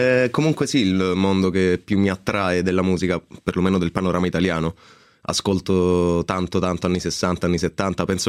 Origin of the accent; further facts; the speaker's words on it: Sicily, Italy; Sì, un po' si sente, dai.